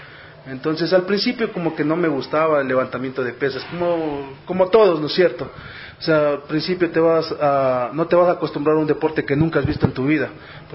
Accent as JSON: {"language": "Spanish", "region": "Carchi", "country": "Ecuador", "tie": "born there", "said": "yo nací en la provincia de Carchi, justamente el 4 de septiembre de 1992. … Viví cerca de 6 años en lo que es la provincia de Carchi."}